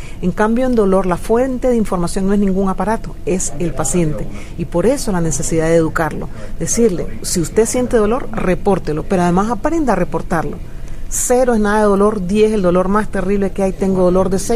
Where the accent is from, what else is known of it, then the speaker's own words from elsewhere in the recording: Panama; El Plan Nacional de Cuidados Paliativos se aprobó en mi país en el año 2009 y ahora comenzamos a tener ya centros pilotos, de tener solo uno en la ciudad de Panamá